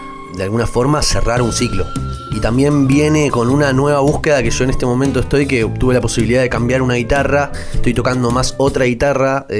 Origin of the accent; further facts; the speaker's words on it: Buenos Aires, Argentina; now in San Marcos, Argentina; Estoy acá en este pueblo, San Marcos, hace 3 años ya. Vengo de Buenos Aires.